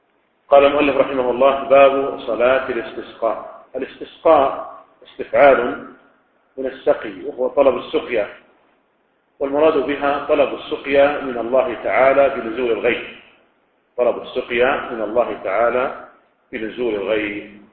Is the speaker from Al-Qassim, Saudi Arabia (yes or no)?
no; Riyadh, Riyadh Province, Saudi Arabia; يعني مثلا لو كان عندنا في الرياض مثلا يعني لم ينصف قحط لكن بعض مناطق المملكة هناك قحط